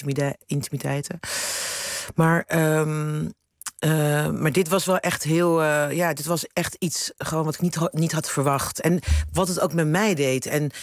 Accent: Rotterdam, South Holland, Netherlands; now in Amsterdam, Netherlands; Ik ben opgegroeid in Rotterdam, in een zwarte wijk. Ja. En ik woon nu in Amsterdam.

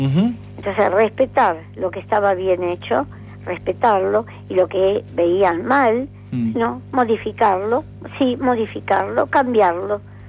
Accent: Argentina; Me sentí como argentina.

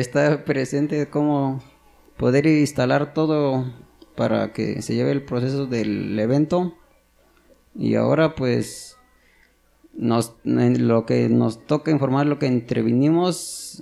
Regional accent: San José Chiltepec, Oaxaca, Mexico; vengo de la comunidad de San José Chiltepec. Y pues mi asamblea de mi pueblo

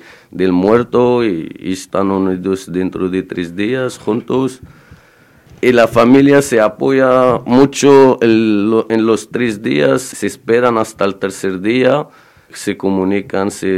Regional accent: Morocco; de Marruecos

